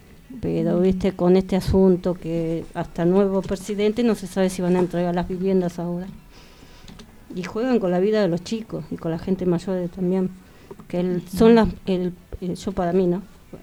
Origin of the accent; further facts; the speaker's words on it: Buenos Aires, Argentina; Yo soy de La Boca con mi compañero